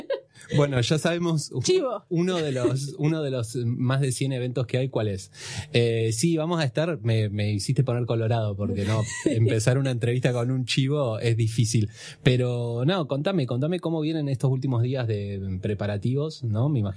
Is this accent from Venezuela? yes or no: no; Bahía Blanca, Buenos Aires Province, Argentina; Pero todos los que somos de Bahía Blanca creo que lo entendemos.